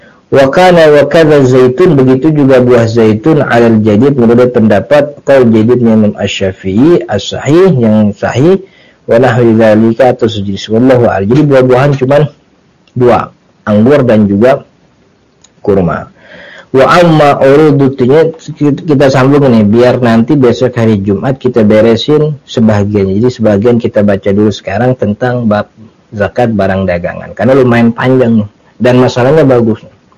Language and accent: Indonesian; Jakarta, Indonesia; yang saya dapat gitu sebagai orang Jakarta gitu